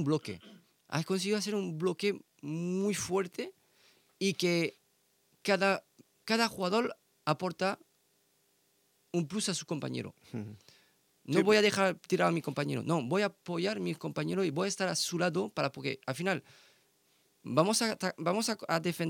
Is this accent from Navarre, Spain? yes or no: no; Elche, Valencian Community, Spain; somos de Elche y somos de para apoyar el club